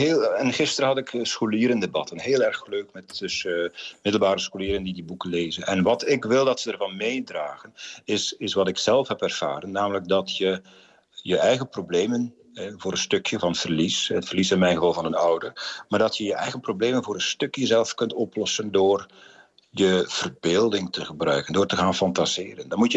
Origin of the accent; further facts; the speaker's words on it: West Flanders, Belgium; moved away as an adult; now in Netherlands; Ik ben West-Vlaming van nature. Wij zijn dus redelijk uitbundig daar. Maar ik woon nu al 20 jaar in Zeeuws-Vlaanderen. En ik heb misschien een beetje van de Zeese nuchterheid overgenomen.